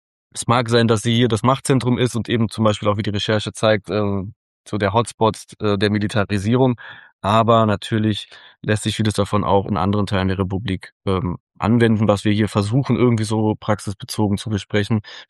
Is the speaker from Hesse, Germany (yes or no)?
no; Berlin, Germany; wie ich als Berliner stelle mir den Ruhrpott so vor